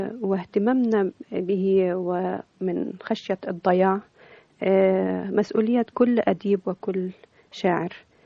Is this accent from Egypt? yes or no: yes; Port Said, Port Said Governorate, Egypt; في مدينة بورسعيد عشت فترة طفولة طيبة جدا